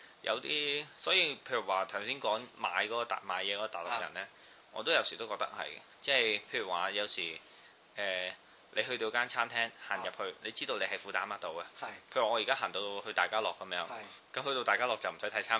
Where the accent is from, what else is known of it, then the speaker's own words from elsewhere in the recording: Beijing, China; 我哋因為佢咧係嗰度嘅人啦，即係我哋北京人啦